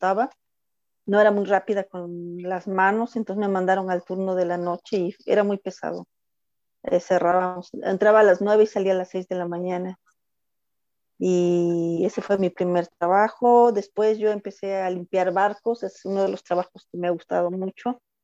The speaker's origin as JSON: {"language": "Spanish", "region": "Puebla", "country": "Mexico", "said": "Sí, yo soy de Puebla, México."}